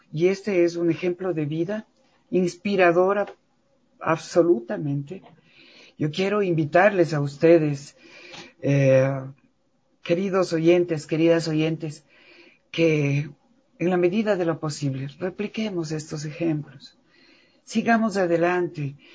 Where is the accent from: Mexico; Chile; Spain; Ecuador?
Ecuador; Tenemos como ecuatorianos mucho que dar, orgullosamente, dignamente.